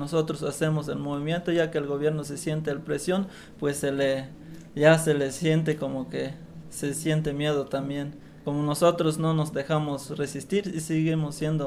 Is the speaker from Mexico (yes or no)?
yes; Chiapas, Mexico; first language Tzeltal; Spanish is a second language; estamos de nuestro dialecto, es de Tzeltal, pero ahí estamos resistiendo